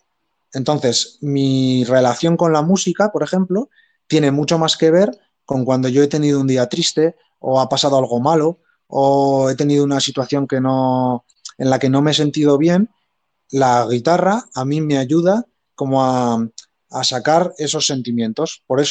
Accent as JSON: {"language": "Spanish", "town": "Echauri", "region": "Navarre", "country": "Spain", "tie": "born or raised there", "said": "unos viñedos que hay muy famosos al lado de mi pueblo, en Echauri"}